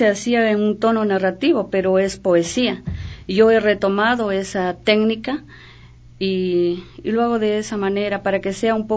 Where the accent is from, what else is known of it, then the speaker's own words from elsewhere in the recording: Macas, Morona Santiago, Ecuador; born there; yo nací en Macas y realmente no he vivido todo el tiempo ahí.